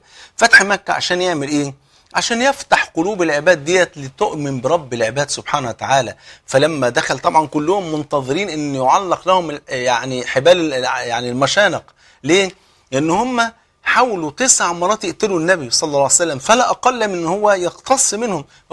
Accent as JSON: {"language": "Arabic", "country": "Egypt", "said": "بلغتنا كمصريين ربنا يسهل لك"}